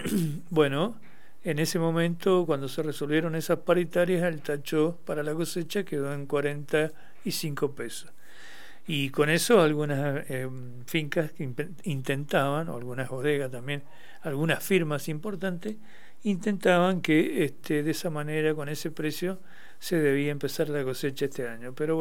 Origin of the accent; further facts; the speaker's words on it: Mendoza, Argentina; acá nosotros, como provincia mendocina dedicada a la vitivinicultura